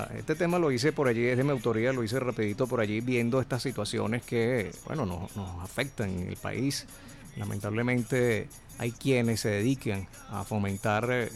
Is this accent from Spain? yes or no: no; Caracas, Capital District, Venezuela; born there; mi padre nace en Los Altos Mirandinos, yo nazco acá en Caracas, soy nacido en Caracas.